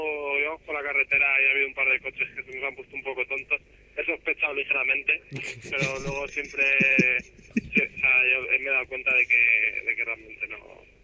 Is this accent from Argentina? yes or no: no; Albacete, Castilla-La Mancha, Spain; Que no es Madrid, que es Albacete.